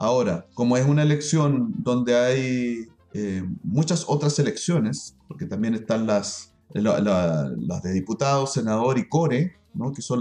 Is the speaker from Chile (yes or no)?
yes; Concepción, Biobío, Chile; somos gente de clase popular, somos gente de Gran Concepción, de familias obreras, digamos.